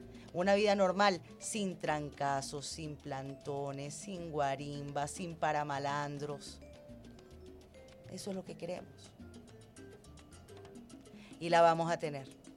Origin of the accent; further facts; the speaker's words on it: Venezuela; nosotros como venezolanos no debemos vernos como enemigos